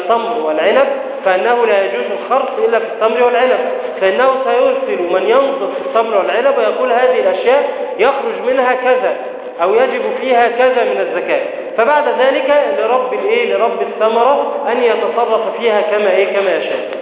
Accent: Egypt; لكن عندنا في مصر أن الزراعة تكون بكلفة ومؤنة

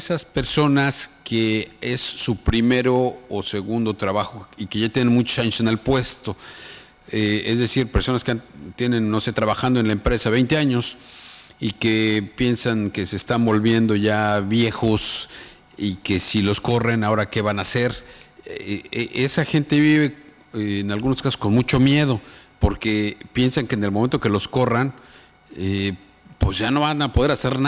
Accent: Mexico; si hay en este planeta expertos en superar crisis, somos los mexicanos

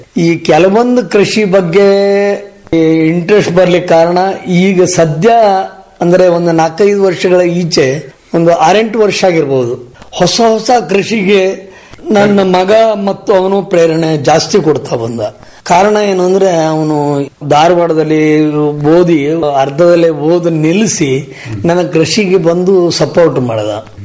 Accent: Hasanagi, Karnataka, India; ನಾವು ಮೂಲತಃ ಕರಡಿಗೆ ಮನೆ ಮತ್ತು ಹಾಸನಗಿಯವರಾಗಿದ್ರು. ಮೂಲತಃ ಹಾಸನಗಿಯವರು.

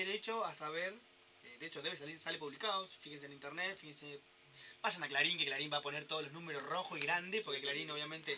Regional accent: Argentina; Pero somos re jodidos, Argentina.

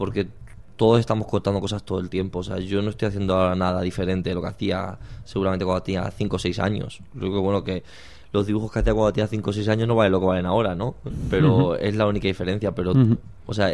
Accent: Talavera de la Reina, Castilla-La Mancha, Spain; moved away; Pues yo soy un chico de Patrocinio San José, un barrio de Talavera de la Reina. Me fui de allí hace 10 años

